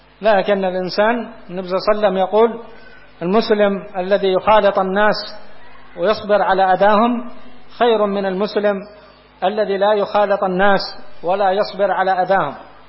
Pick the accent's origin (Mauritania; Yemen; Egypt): Yemen; قات عندنا في اليمن قات ما يجوز هذا